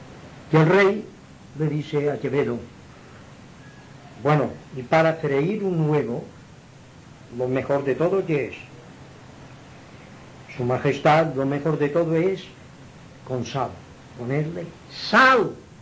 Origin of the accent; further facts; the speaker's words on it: Inca, Balearic Islands, Spain; yo siempre he sido un poco más del equipo de mi pueblo